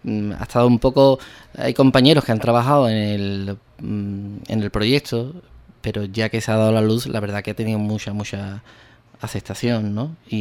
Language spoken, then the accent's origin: Spanish; Ubrique, Andalusia, Spain; Para nosotros ha sido un verdadero acierto que se cuente con Ubrique para esta fabricación, ¿no? Para mi pueblo, vamos, evidentemente.